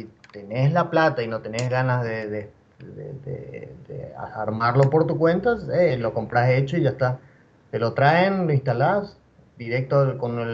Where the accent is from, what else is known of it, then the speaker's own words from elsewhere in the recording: Clorinda, Formosa, Argentina; also born or lived in Paraguay; mis padres son paraguayos, yo también soy paraguayo, pero yo me crecí y me crié más en Argentina por el tema de que es frontera